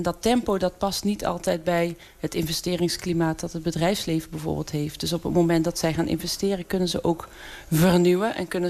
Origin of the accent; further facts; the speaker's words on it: Maastricht, Limburg, Netherlands; Want ik ben in Maastricht opgegroeid. Ik heb hier altijd gewoond.